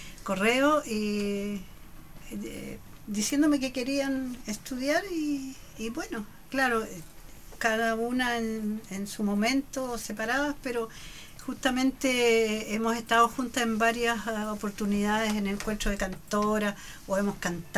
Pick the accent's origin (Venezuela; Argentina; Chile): Chile; Concepción, Biobío; Nacida y mal criada en Concepción.